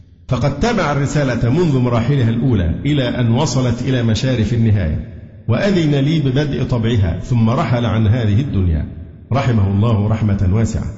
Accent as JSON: {"language": "Arabic", "town": "Alexandria", "region": "Alexandria Governorate", "country": "Egypt", "said": "أنا اسكندراني وفي الدعوة السلفية من حوالي 35 سنة"}